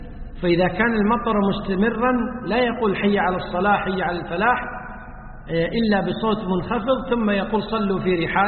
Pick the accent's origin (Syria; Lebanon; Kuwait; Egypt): Kuwait; والنظام عندنا في الكويت ولله الحمد أن وزارة الأوقاف تلزم المؤذنين بالأذان في الوقت